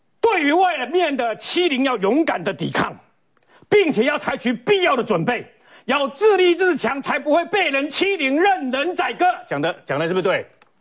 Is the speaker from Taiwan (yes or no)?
yes; Taiwan; 我们都是台湾人